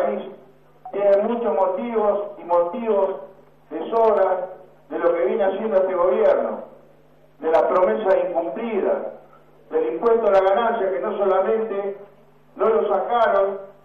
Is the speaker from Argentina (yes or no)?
yes; Santa Fe, Argentina; vengo de una provincia de Santa Fe, en donde se pierden 2.000 puestos de trabajo privados por mes desde el 1 de enero de este año